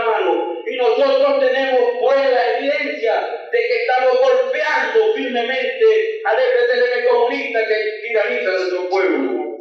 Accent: Nicaragua; les decimos nosotros como nicaragüenses, estamos en la misma lucha

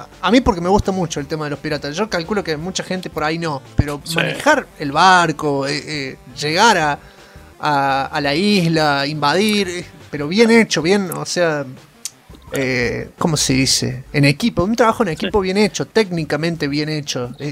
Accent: Argentina; soy el primer argentino en agarrar esta cinta de scotch

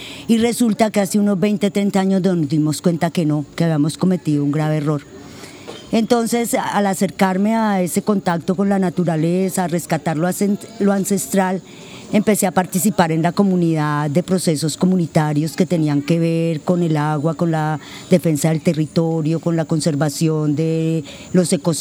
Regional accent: Cali, Valle del Cauca, Colombia; Yo soy una persona que soy caleña. Hace 15 años me fui por una situación puntual a vivir 6 meses al campo y ya llevo 15 años viviendo en el campo, en Pueblo Pance.

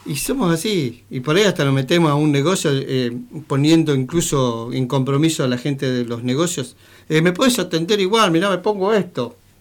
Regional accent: Argentina; sabiendo cómo somos nosotros, cómo somos el pueblo argentino

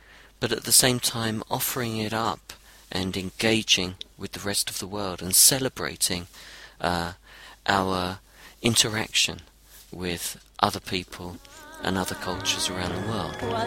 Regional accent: London, United Kingdom; also born or lived in Brazil / Europe / Australia; now in New Zealand; I'm from London, and I lived in Brazil and in Europe and in Australia and now in New Zealand.

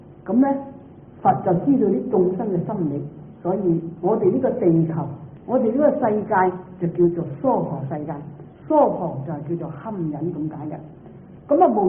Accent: Guangdong, China; 唔係好似我哋廣東人講咧，講大話咧叫做

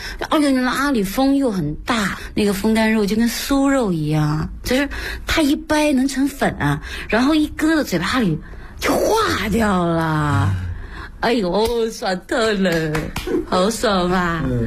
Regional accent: Beijing, China; 我是跟不上我们北京人走路的步子

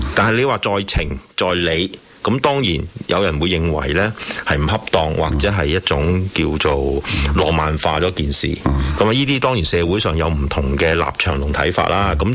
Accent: China; 咧嘅言論都好中肯嘅，即係我哋中國人成日講情理法啊嘛。

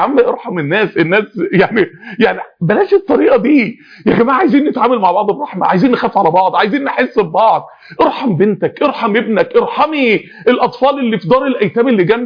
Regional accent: Egypt; يعني انا راجل مصري

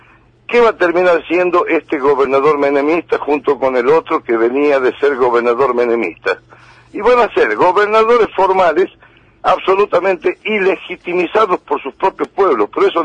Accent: Argentina; las esperanzas que tenemos todos como argentinos

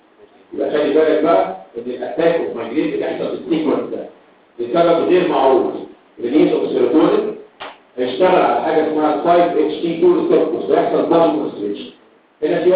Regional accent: Egypt; اللي هو عندنا في مصر كل حاجه صح

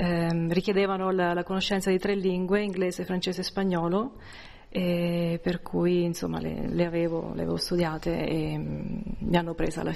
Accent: Civitanova Marche, Marche, Italy; also born or lived in Florence; sono italiana, vengo dalle Marche, da Civitanova Marche. Ho fatto i miei studi a Firenze, nella Scuola Superiore per Traduttori ed Interpreti. E da lì ho vissuto a Firenze per un periodo

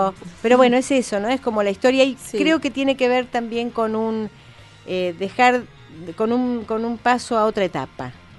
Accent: Bahía Blanca, Buenos Aires Province, Argentina; born there; yo nací en Bahía

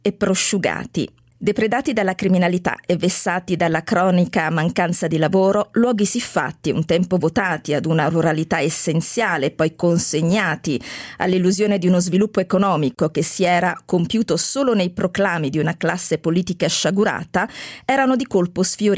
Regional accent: Apulia, Italy; Devo dire che da pugliese mi piace molto questa capacità che hai

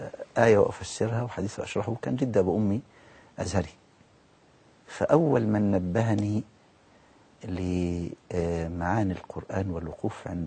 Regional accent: Al-Badari, Asyut Governorate, Egypt; أنا من مركز البداري محافظة أسيوط.

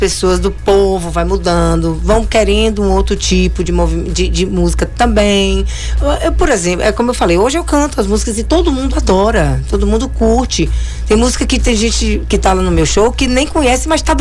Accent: Bahia, Brazil; tive um pouquinho porque sou baiana

